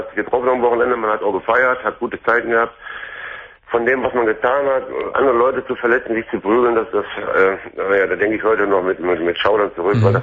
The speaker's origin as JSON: {"language": "German", "town": "Duisburg", "region": "North Rhine-Westphalia", "country": "Germany", "said": "das ist ein Männerwohnheim hier in Essen, wo ich jetzt momentan wohne. Ich komme eigentlich aus Duisburg, bin aber nach Essen gezogen."}